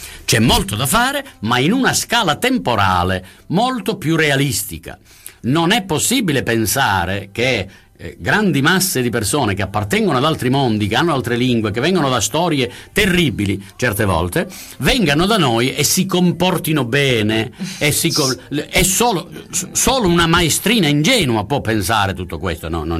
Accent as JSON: {"language": "Italian", "region": "Sicily", "country": "Italy", "said": "come è stato per me che sono siciliano"}